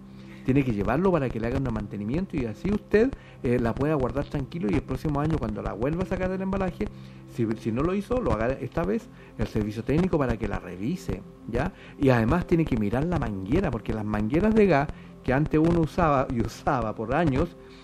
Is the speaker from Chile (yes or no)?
yes; Chile; Bueno, yo soy chileno, aquí yo hablo español.